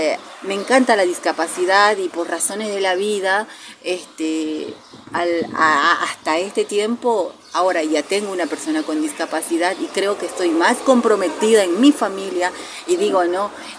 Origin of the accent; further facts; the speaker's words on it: Bolivia; recién en mi país, con el gobierno de Evo, de hace 14 años, hay que reconocerlo